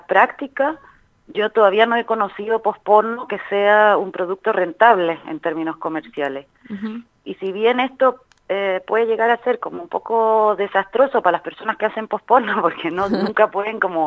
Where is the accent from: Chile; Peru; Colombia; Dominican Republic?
Chile; now in Spain; soy de Chile, pero vivo en España hace un montón de años.